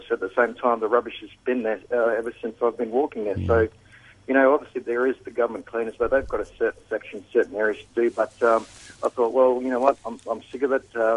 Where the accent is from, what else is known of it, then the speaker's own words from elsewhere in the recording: Australia; accent: Australian; I've got an Australian accent, and I grew up in Australia